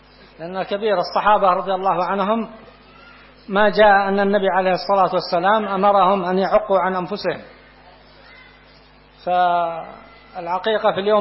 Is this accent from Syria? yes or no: no; Yemen; قات عندنا في اليمن قات ما يجوز هذا